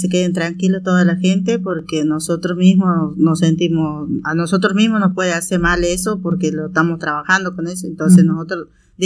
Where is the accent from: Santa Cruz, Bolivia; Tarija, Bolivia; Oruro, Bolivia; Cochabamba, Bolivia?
Tarija, Bolivia; moved away; soy de la Bolivia, de la parte de provincia de Tarija. Y yo vengo de allá, hace muchos años que estoy acá, hace como 25 años ya que estoy acá trabajando en la verdura